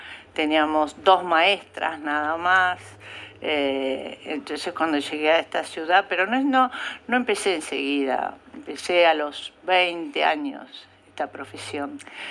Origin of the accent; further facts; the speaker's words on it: La Pampa, Argentina; moved away; Como cuando yo vine de La Pampa, ¿no?